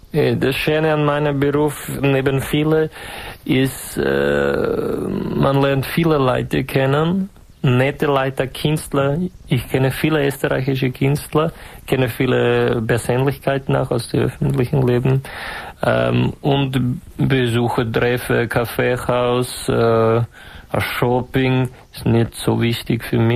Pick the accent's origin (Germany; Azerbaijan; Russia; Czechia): Czechia; die große alte Diva des tschechischen Volksliedes. Harmona Habuka, großer Harmonikaspieler in meiner Heimat.